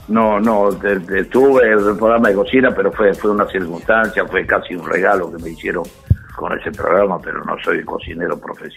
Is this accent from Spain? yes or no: no; Buenos Aires, Argentina; yo vivía a 3 cuadras, yo soy del barrio del Retiro. Sí. Estábamos en Córdoba y San Martín, y yo vivía en Reconquista y Paraguay.